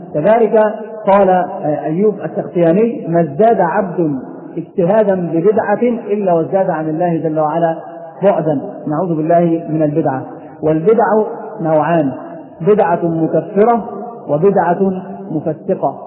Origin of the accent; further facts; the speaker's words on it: Egypt; النساء عندنا في مصر عندهم خميس رجب لابد أن يصام